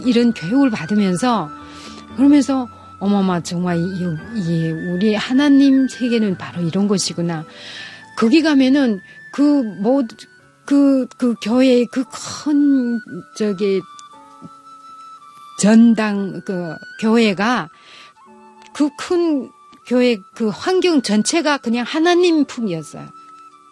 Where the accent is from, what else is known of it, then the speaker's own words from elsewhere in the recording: North Korea; moved away as an adult; now in South Korea; 제가 지나온 북한에서 태어나고 북한에서 40살까지 살고 지금 오늘 이런 대한민국, 복받은 대한민국이란 땅에 정말 내 삶을 묻으러 가고 있습니다.